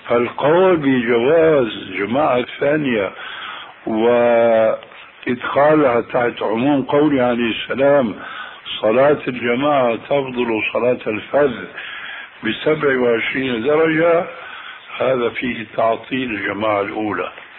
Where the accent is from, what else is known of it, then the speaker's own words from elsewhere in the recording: Damascus, Damascus Governorate, Syria; وأنا ربيت في دمشق